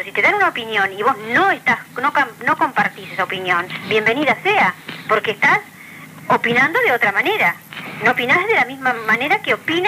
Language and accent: Spanish; Uruguay; que somos madrugadores los uruguayos